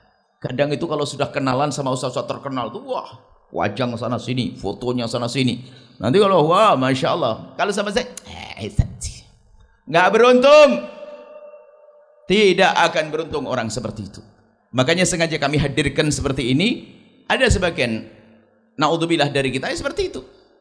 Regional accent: East Java, Indonesia; now in West Java, Indonesia; Saya itu dari Jawa Timur, hijrah ke Jawa Barat, dakwah kami di Jawa Barat.

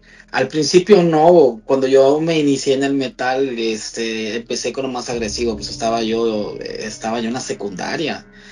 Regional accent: United States; te lo digo yo como estadounidense acá

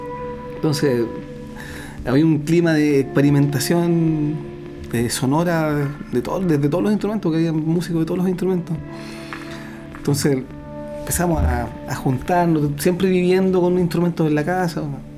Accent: Talcahuano, Biobío, Chile; Bueno, yo soy de Talcahuano, chorero de siempre.

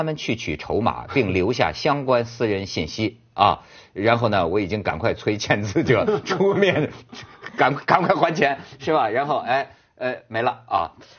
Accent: China; 我作为一个中国人呢，我也得到很多学习

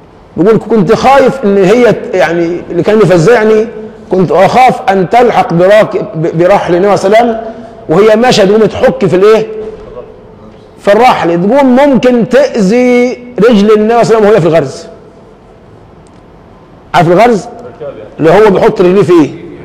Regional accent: Egypt; ما احنا عندنا كمصريين لوازم كثيرة بتضحك

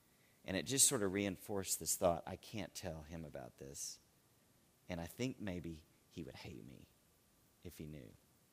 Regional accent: Austin, Texas, United States; I'm in a Christian school here in Texas. I grew up in Austin primarily.

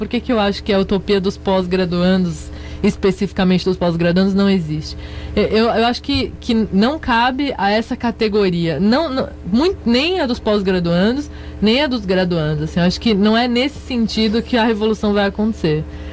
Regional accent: São Paulo, Brazil; born there; eu sou nascida em São Paulo

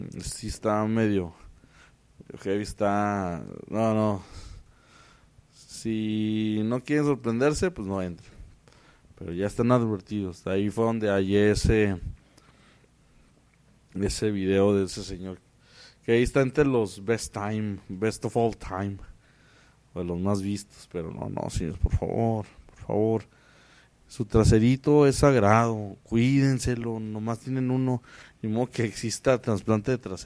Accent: Ciudad Juárez, Chihuahua, Mexico; Sí, sí, no soy de aquí. ¿De dónde es usted? Vengo de Juárez. ¿De Juárez? Sí, sí, vengo de Juárez.

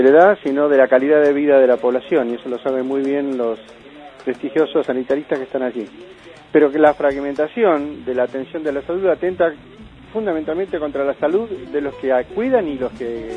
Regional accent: Lago Puelo, Chubut, Argentina; de Lago Puelo. Quería expresarme alrededor de lo que se está charlando en este momento

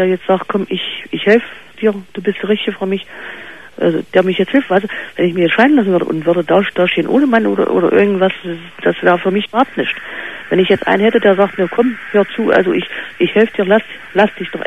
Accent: East Germany, Germany; Wir kommen aus DDR, also Ex-DDR.

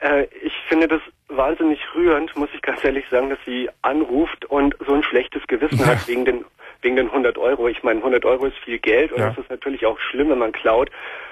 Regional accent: Munich, Bavaria, Germany; Und ich spiele derzeit in meiner Heimatstadt, also in Bayern, in München

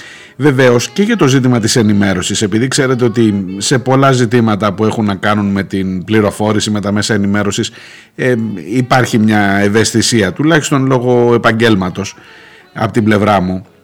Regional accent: Ukraine; now in Greece; Εγώ κατάγομαι από εκεί και το 2021 είχα πάει και συνολικά έμεινα 4 μήνες στην πόλη μου.

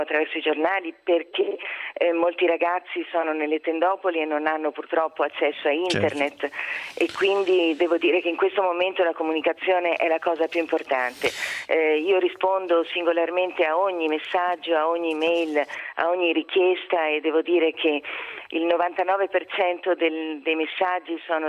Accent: Venezuela; now in Italy; essendo venezuelana avevo già vissuto un terremoto terribile a Caracas

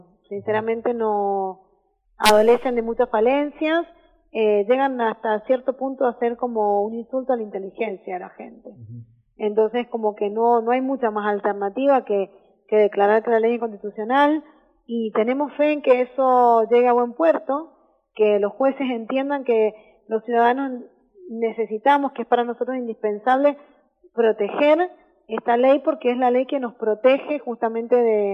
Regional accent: Argentina; Como argentinos sabemos salir adelante

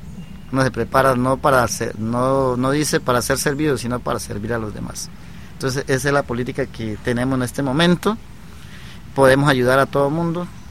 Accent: Tarapacá, Amazonas, Colombia; moved away; also born or lived in Bogotá; Y yo pues por el estudio salí de Tarapacá, estudié en San Juan Bosco con Leticia, y ahí me fui a estudiar a la ciudad de Bogotá para ser sacerdote.

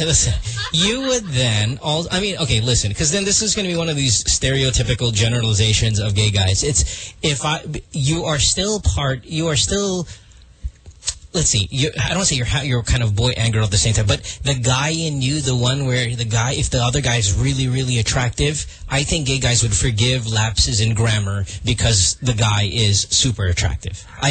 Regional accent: Philippines; English is a second language; Even though it's not our first language, and even though it shouldn't be the case because we are Filipino first before anything, let's be realistic.

